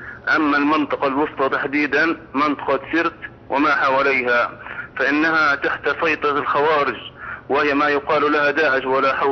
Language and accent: Arabic; Libya; في بلادنا ليبيا بقينا حائرين من هو ولي أمرنا